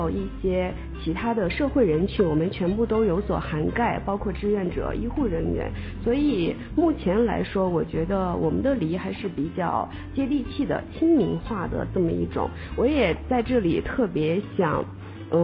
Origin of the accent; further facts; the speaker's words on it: China; 然后这个我们中国人就是耐不住那个等待红灯的时间